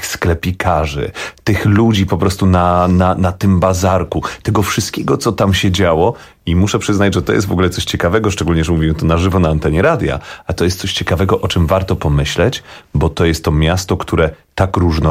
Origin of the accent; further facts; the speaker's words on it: Warsaw, Masovian Voivodeship, Poland; Urodziłem się w Warszawie, w związku z czym na początku chyba nie doceniałem Warszawy, bo jej nie znałem.